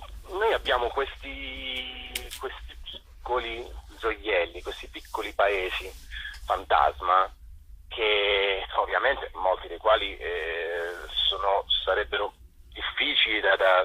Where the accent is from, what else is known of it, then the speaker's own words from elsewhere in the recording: Bitonto, Apulia, Italy; non dalla Puglia, da Bitonto, il mio paese